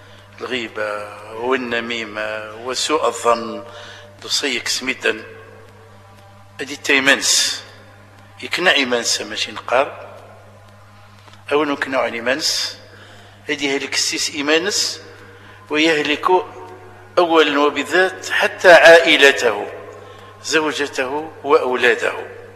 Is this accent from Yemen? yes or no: no; Algeria; اللي شالي معروفين عندنا في الجزائر